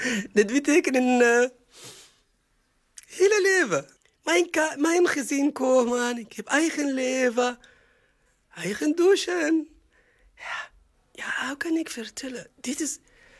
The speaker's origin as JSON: {"language": "Dutch", "country": "Egypt", "second_language": "Dutch", "moved": "as an adult", "lives_now": "Netherlands", "said": "Ik kom uit Egypte. Ik ben hier in Nederland sinds 2019. Ik ben 45 jaar oud."}